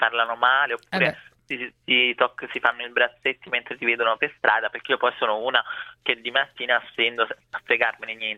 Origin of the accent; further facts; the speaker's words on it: Brazil; sono brasiliana